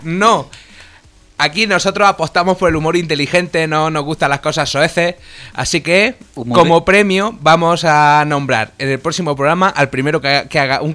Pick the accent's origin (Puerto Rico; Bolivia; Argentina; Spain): Argentina; yo soy el analista argentino que trata de analizar a toda esta panda de boludos.